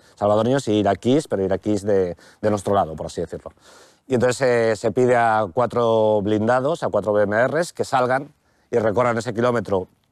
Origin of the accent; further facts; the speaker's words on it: Spain; Aquí es el conflicto que tienes como español, en este caso, ¿no?